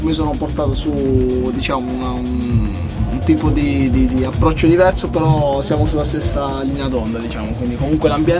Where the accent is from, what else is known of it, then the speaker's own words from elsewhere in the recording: Abruzzo, Italy; now in Modena, Italy; Io sono abruzzese di origine, però vivo da già un po' di tempo a Modena.